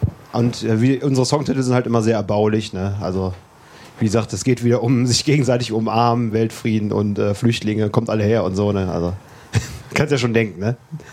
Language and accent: German; Wermelskirchen, North Rhine-Westphalia, Germany; now in Leverkusen, Germany; Ursprünglich kommen wir aus Wermelskirchen und Remscheid.